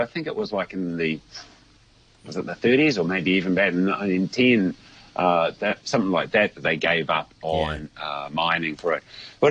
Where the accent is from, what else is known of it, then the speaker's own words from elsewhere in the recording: Edgecumbe, Bay of Plenty, New Zealand; because I was brought up in Edgecombe, and Edgecombe in 1987 had an earthquake that the corner of our farm dropped 2.05 metres